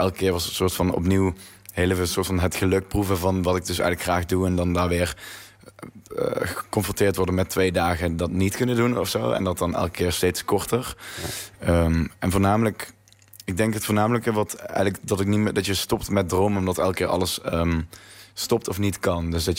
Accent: North Brabant, Netherlands; accent: Brabant; Maar ik had een groot Brabants accent

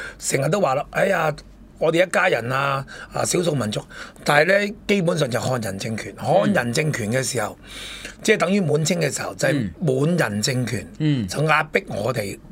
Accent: Kaiping, Guangdong, China; 即係我自己係四會，唔係我自己就開平仔啦。

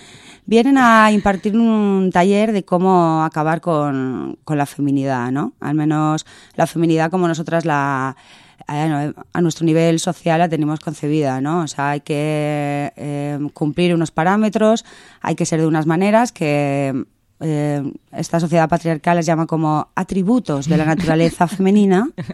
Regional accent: Castellón, Valencian Community, Spain; porque yo vengo de Valencia, pero soy de Castellón

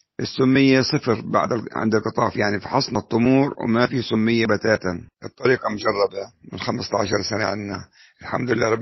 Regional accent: Jordan Valley, Palestine; جميع المزارع في منطقة الأغوار عندنا بفلسطين

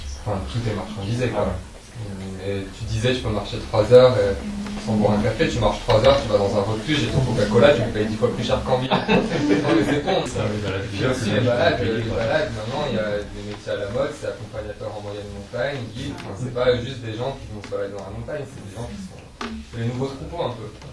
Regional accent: Provence-Alpes-Côte d'Azur, France; Moi, je suis d'origine du Cara, hein, qui est une petite région à la frontière italienne, dans les Alpes, donc qui est quand même relativement difficile d'accès, enclavé, etc.

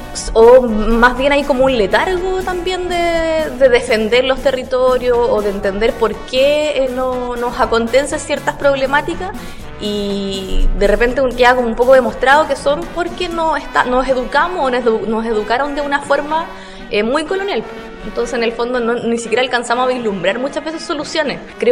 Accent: Valparaíso, Chile; yo particularmente soy del Valle de Ocoa, en la región de Valparaíso

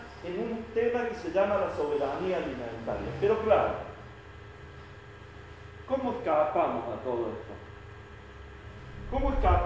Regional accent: Argentina; cada uno de nosotros como argentinos tenemos anualmente más de 3.000 kilos.

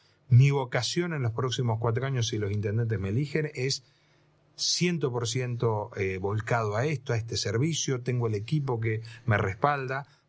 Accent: Tres Arroyos, Buenos Aires Province, Argentina; now in Bahía Blanca, Argentina; Terminé el secundario en Tres Arroyos, donde nací, donde... gran parte de mi familia también estaba allá. Ajá. Era una familia de Tres Arroyos que se radicó porque mi papá era el médico del pueblo.

